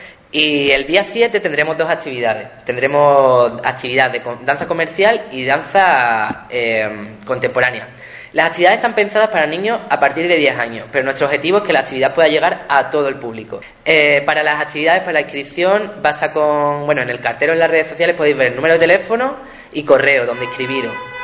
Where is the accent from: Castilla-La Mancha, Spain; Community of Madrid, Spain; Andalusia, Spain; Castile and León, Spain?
Andalusia, Spain; Ubrique; y yo de aquí, que vengo de Ubrique.